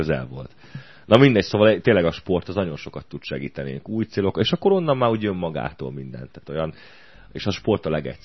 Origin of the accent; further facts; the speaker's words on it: Budapest, Hungary; Mi ott a 15. kerületben nőttünk föl